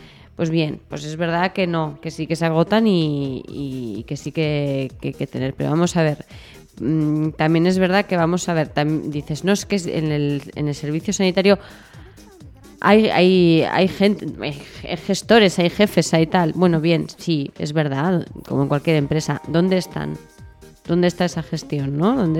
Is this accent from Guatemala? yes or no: no; Spain; que somos muchos españoles